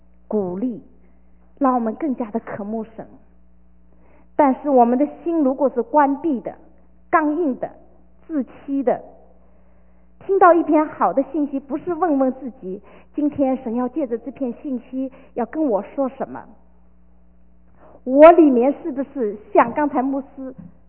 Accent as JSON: {"language": "Chinese", "country": "China", "said": "我们中国人叫是种什么就收什么，是吧？"}